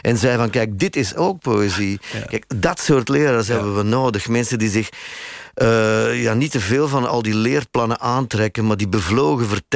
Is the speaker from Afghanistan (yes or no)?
no; Sint-Niklaas, Flanders, Belgium; ik kom uit Sint-Niklaas, waar dat college stond.